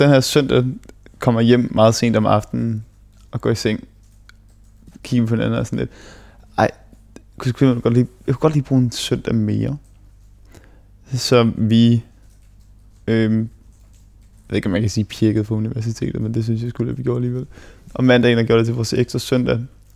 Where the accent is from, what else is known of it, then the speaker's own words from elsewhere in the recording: Esbjerg, Region of Southern Denmark, Denmark; born there; also born or lived in Qatar; jeg blev født i Esbjerg i det herrens år 1994. Og så flyttede jeg med min familie, med mine forældre selvfølgelig. Det er ikke noget, man gør selv som 3-årig. Jeg flyttede til Katar, hvor vi boede i halvandet 2 år